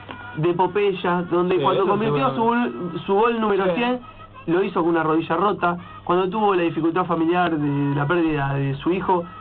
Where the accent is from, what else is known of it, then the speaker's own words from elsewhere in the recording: Argentina; Uno como argentino quiere que sea como, que la Argentina esté en el Mundial